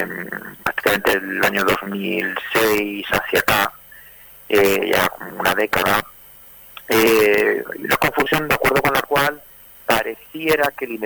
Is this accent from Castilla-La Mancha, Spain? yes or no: yes; Castilla-La Mancha, Spain; born there; Yo soy nacido en el sur de España, en Castilla-La Mancha. Vivo, tengo relación con Cataluña, con Barcelona en particular